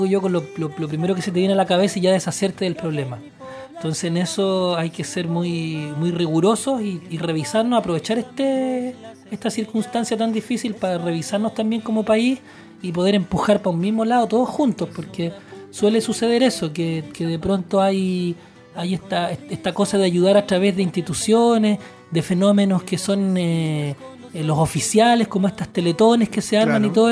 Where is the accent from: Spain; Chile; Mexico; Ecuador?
Chile; lo que ha significado este fenómeno para nosotros como chilenos